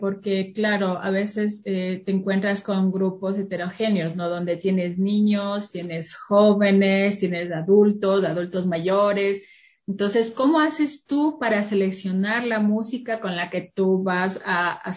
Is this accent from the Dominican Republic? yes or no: no; Ecuador; de nosotros, los ecuatorianos, sea promovida y donde vayamos no tengamos vergüenza de decir, sí, en mi país tenemos otavaleños